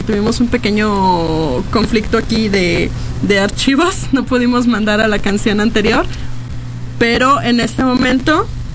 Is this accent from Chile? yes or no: no; Mexico; a explotar todo este ingenio que tenemos como mexicanos